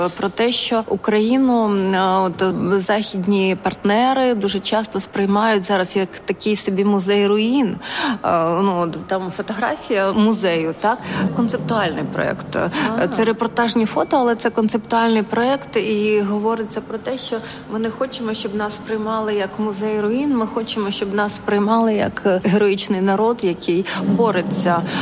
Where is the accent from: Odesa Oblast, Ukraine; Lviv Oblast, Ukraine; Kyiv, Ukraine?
Kyiv, Ukraine; moved away as an adult; now in Warsaw, Poland; jestem kuratorką z Kijowa i w połowie marca przyjechałam z rodziną do Polski, do Warszawy.